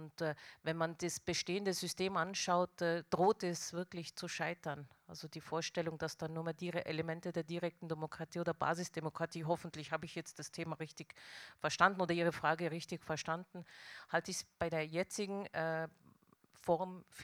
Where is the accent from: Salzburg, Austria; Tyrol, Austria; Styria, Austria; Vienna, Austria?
Tyrol, Austria; ich bin in Tirol aufgewachsen mit all den Vor- und Nachteilen.